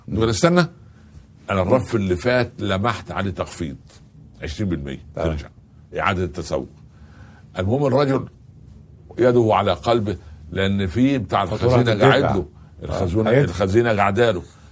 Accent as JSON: {"language": "Arabic", "country": "Egypt", "said": "ده الفلاح عندنا في مصر"}